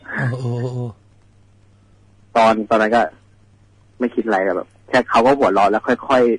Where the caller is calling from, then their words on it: Bangkok, Thailand; กรุงเทพครับ